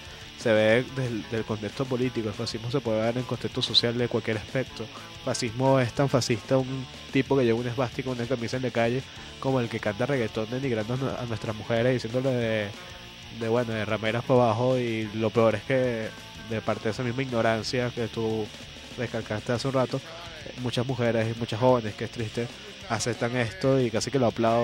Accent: Venezuela; que tiene que ver con nosotros como venezolanos, que tiene que ver aquí en Venezuela ese rollo.

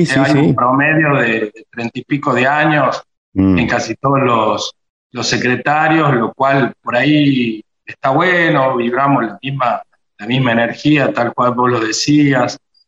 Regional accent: Catamarca, Argentina; Nací y me crié acá en Catamarca, mi familia es catamarqueña.

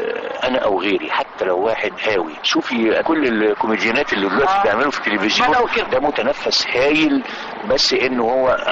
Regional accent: Egypt; احنا عندنا الداونلود في مصر ببلاش

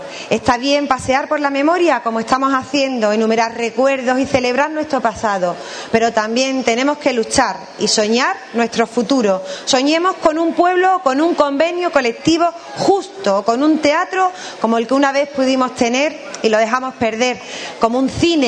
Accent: Ubrique, Andalusia, Spain; Yo me voy a Ubrique, a mi pueblo, a un pueblo de artistas, de pintores, de artesanos, periodistas, deportistas o toreros, porque los tenemos y de los buenos.

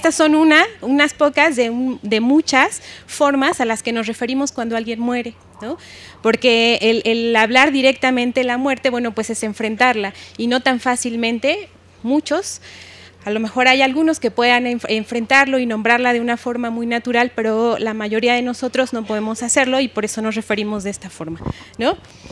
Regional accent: Mexico; nosotros como mexicanos

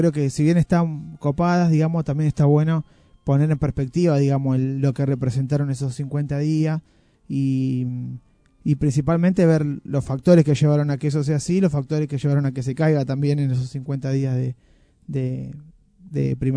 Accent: Argentina; nuestra historia como peronistas y como argentinos

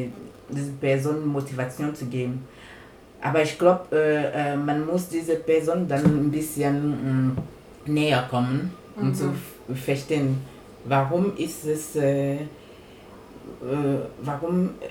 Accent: Cameroon; German is a second language; now in Germany; Also ich bin in Kamerun aufgewachsen.

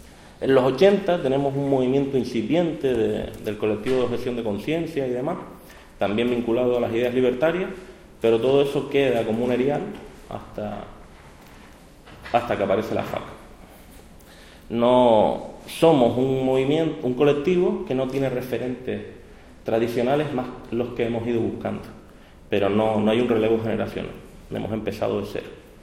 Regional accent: Canary Islands, Spain; accent: Canarias; tengo un acento muy cerrado de Canarias

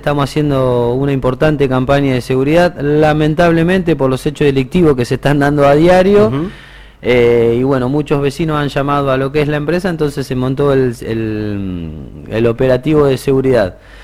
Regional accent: Bahía Blanca, Buenos Aires Province, Argentina; soy de Bahía Blanca, así que por ahí si lo llamamos de otra característica, ajá, no se asusten, pero bueno, soy particularmente Bahía Blanca

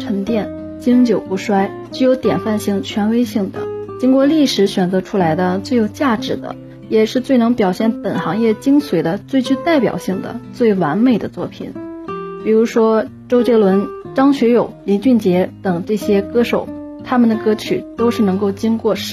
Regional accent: Tianjin, China; 大家好，我是来自天津的一名英语教师。

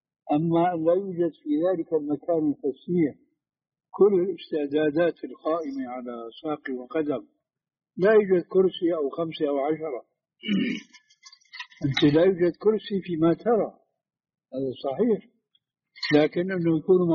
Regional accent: Syria; كما يقولوا عندنا في الشام بده هز كتاب، بده هز كتاب، بده حركة يعني.

